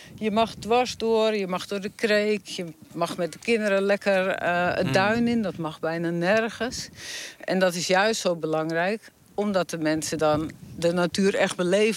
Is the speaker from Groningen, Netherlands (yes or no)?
no; Texel, North Holland, Netherlands; Ja, ik ben geboren en getogen op Texel. Vlak aan de duinen, vlak aan het bos.